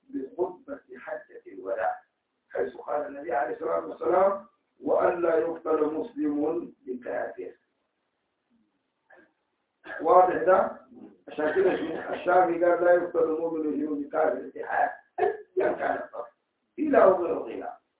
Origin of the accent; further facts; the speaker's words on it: Sudan; حتى الآن عندنا في السودان